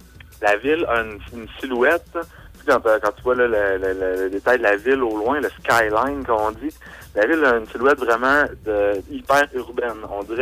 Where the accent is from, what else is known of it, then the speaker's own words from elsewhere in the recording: Quebec, Canada; j'ai commencé à dire que je venais du Québec là-bas